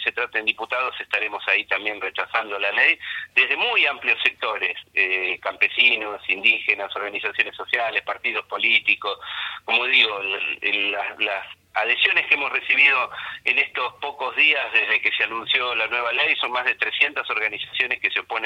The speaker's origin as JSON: {"language": "Spanish", "country": "Argentina", "said": "los que vamos a pagar las regalías finalmente somos los argentinos."}